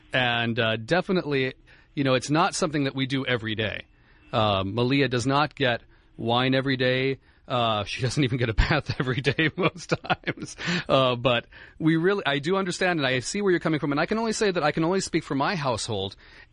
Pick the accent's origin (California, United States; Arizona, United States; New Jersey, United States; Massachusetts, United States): California, United States; Santa Monica; I grew up in Santa Monica and went to Santa Monica Elementary.